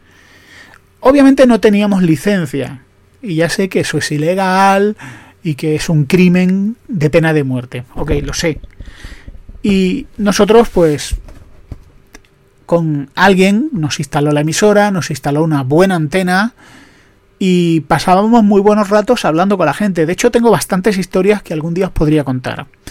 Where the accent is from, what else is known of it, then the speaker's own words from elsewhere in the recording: Andalusia, Spain; soy andaluz, lo siento, es que los andaluces hemos vivido así.